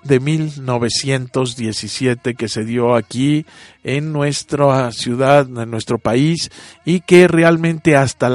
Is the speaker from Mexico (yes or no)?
yes; Mexico; la forma en que debemos comportarnos nosotros como mexicanos, todos estos ciudadanos mexicanos, todos los que vivimos aquí.